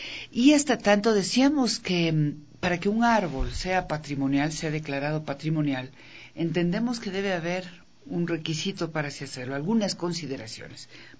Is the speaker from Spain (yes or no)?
no; Ecuador; lo que nosotros como ecuatorianos consideramos eso